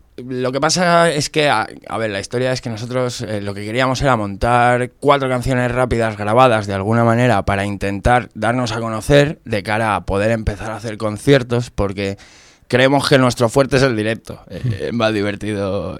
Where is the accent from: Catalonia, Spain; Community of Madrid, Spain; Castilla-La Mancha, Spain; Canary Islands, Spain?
Community of Madrid, Spain; yo soy guitarra madrileño